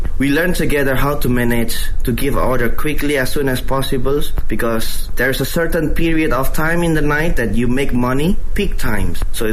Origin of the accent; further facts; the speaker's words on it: Indonesia; born there; English is a second language; I was born in Indonesia.I'm originally Indonesian, but my father's have a background from south of China. So actually, my grandfather was born in Fuzhou.